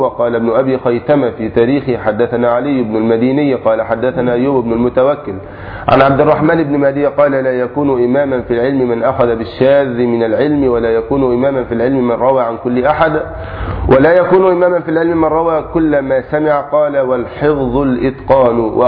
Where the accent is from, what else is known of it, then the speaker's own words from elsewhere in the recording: Egypt; أو في بلادنا مصر لعظم الجهل به